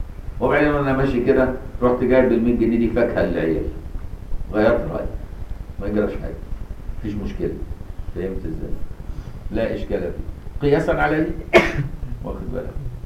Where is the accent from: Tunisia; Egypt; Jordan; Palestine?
Egypt; في مصر عندنا سلطة كل المذاهب عندنا في مصر